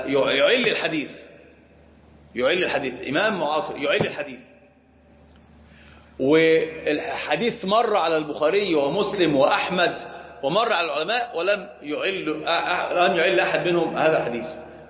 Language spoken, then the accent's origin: Arabic; Upper Egypt, Egypt; عندنا في الصعيد